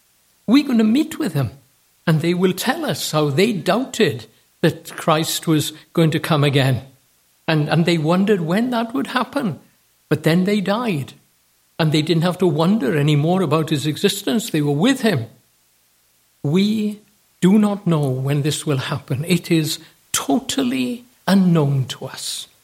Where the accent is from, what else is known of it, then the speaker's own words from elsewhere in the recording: United States; We Americans, and I say we because I am an American, know nothing about kings and queens.